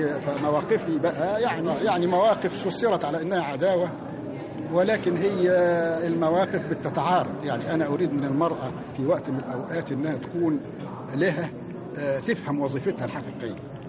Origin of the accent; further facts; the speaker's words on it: Egypt; يعني جه في وقت من الاوقات عندنا في مصر